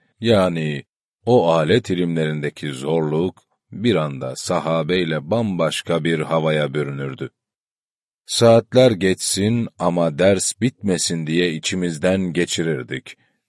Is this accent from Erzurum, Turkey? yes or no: yes; Horasan, Erzurum, Turkey; Ben Erzurum Horasanlıyım. Yetiştiğimiz zemin, peygamber sevgisinin, peygamber aşkının çokça konuşulduğu bir zemindi.